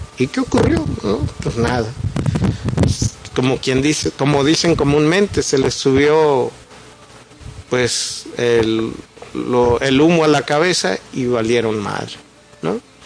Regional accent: Mexico; no solo a nosotros como mexicanos, al resto de las poblaciones del mundo

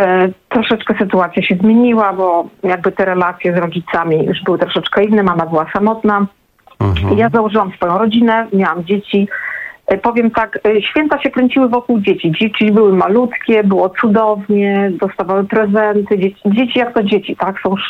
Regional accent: Gdynia, Pomeranian Voivodeship, Poland; jestem z Gdyni, więc to też specyficzna sytuacja

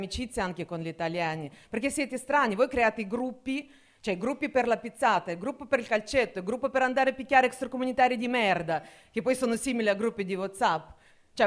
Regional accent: Russia; Italian is a second language; now in Italy; Vabbè, vorrei che comunque capite che io sono russa ma non praticante.

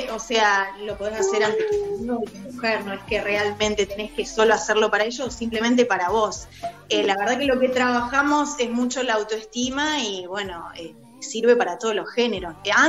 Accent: Acebal, Santa Fe, Argentina; de la temporada me vine a un pueblo de acá, de Santa Fe, yo soy de Acebal, vivo acá con mi compañero, y los dos somos artistas

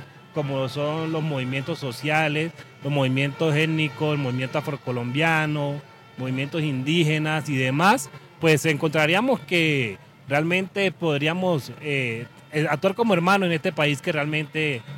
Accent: Chocó, Colombia; Nosotros venimos de Chocó, de Cali, y el compañero viene también de Chocó.

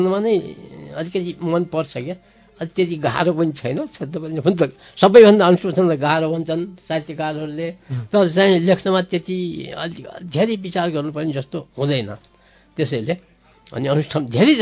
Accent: Dang, Lumbini Province, Nepal; also born or lived in Salyan; पहिले हामीले तिम्रो घर कहाँ हो भनेर कसैले सोध्यो भने दाङ सल्यान भन्थ्यौँ, किनभने हामी 6 महिना दाङमा बस्ने, 6 महिना सल्यानमा बस्ने

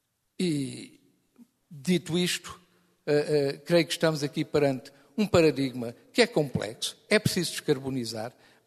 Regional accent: Portugal; Meu caro amigo, eu sou português tanto como o senhor.

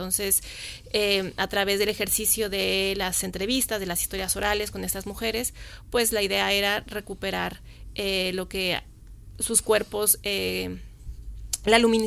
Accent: Mexico; yo soy mexicana, como bien lo dijiste

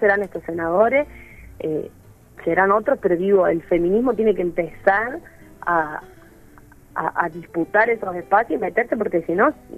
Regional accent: Catamarca, Argentina; Sí, yo soy de Catamarca.

